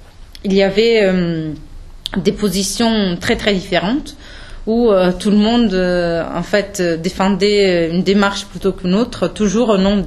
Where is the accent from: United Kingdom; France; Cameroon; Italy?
Italy; Et je me suis ensuite tournée vers l'Italie en 2008, qui est, comme vous pouvez vous en douter, mon pays d'origine.